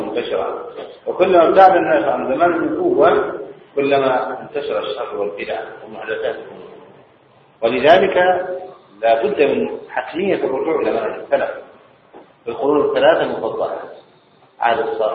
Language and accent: Arabic; Egypt; فنحن الآن في بلدنا مصر بالذات